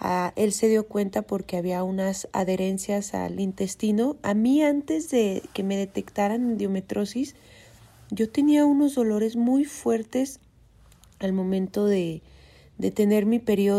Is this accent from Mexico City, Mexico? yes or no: no; Durango, Mexico; born there; no sé si es porque nací en Durango, que es un estado un poco más conservador